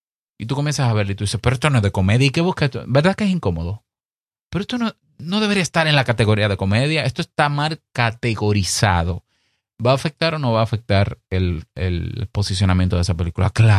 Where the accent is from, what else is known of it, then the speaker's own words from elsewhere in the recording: Dominican Republic; Es muy común en mi país, que digo en mi país porque yo tengo un directorio de podcast dominicano